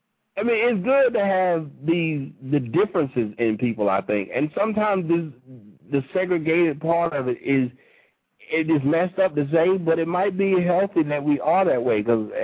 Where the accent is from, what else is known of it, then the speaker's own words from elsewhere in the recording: Laos; He's from Laos. I'm from Laos.